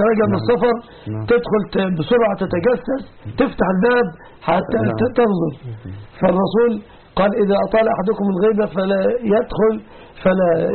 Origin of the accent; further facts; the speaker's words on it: Egypt; ونسأل الله دوما أن يحفظ بلادنا مصر وبلاد